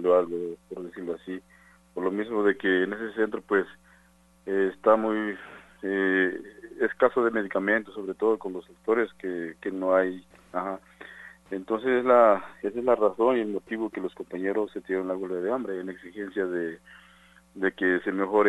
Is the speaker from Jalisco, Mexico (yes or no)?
no; San Juan Chamula, Chiapas, Mexico; soy originario de San Juan Chamula.